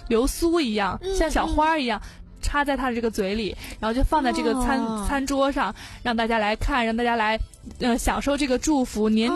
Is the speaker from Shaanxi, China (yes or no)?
no; Hubei, China; 我不能完全代表南方，但是我能代表湖北大部分地区啊。